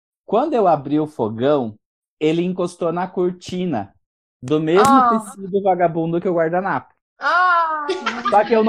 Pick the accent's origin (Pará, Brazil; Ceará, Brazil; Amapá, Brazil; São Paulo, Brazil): Pará, Brazil; born there; a gente nasceu no Pará